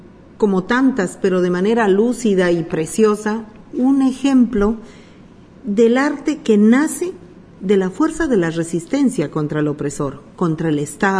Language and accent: Spanish; Bolivia; Lo digo como boliviana, como constructora de cultura.